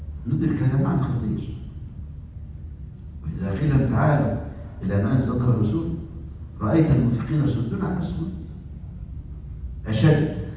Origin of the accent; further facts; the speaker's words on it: Egypt; مذيعة عندنا في مصر